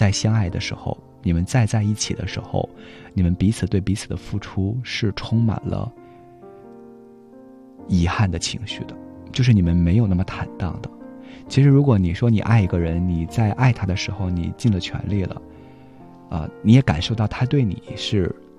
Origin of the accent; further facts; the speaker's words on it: Shandong, China; 就是我们山东人都特别喜欢吃馒头嘛